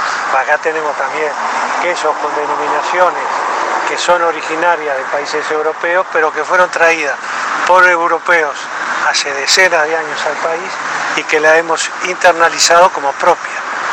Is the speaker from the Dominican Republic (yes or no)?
no; Uruguay; Como los uruguayos somos futboleros, y las uruguayas también, como un partido de fútbol.